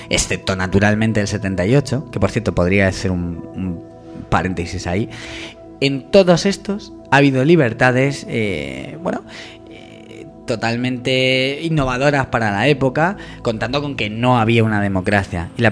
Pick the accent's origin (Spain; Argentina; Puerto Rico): Spain; Madrid, Community of Madrid; Lo digo como profesor de historia, como madrileño